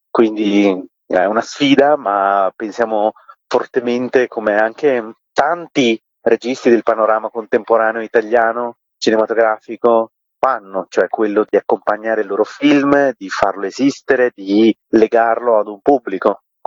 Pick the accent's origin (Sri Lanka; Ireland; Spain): Sri Lanka; Italian is a second language; Io vengo dallo Sri Lanka, per me già la lingua italiana è una lingua che ho imparato